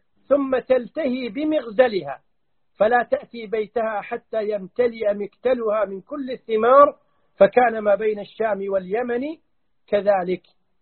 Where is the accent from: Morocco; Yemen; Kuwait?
Kuwait; ونحن ولله الحمد نعيش في الكويت بأمان، نسير من بلدنا الكويت